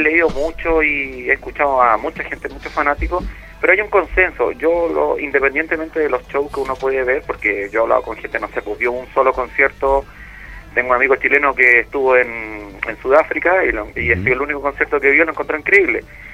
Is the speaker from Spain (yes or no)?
yes; Catalonia, Spain; como buen catalán, pues.